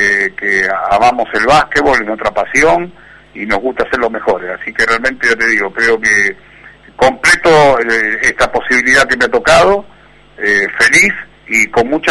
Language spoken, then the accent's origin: Spanish; Argentina; soy un entrenador argentino, con identidad argentina, que crecí y se desarrolló en el país